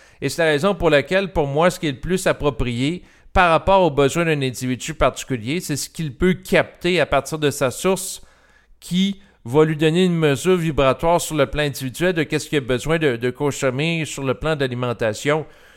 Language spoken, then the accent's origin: French; Canada; Entre autres au Canada, parce que je suis Canadien.